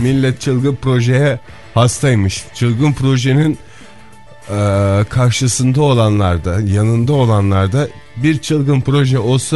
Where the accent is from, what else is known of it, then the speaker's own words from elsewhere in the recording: Ankara, Turkey; Ama biz Ankaralılar olarak herhalde çılgın proje konusunda biraz daha şeyizdir.